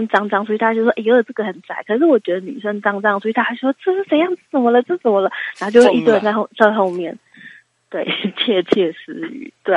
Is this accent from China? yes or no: no; Taiwan; 所以我们是台湾人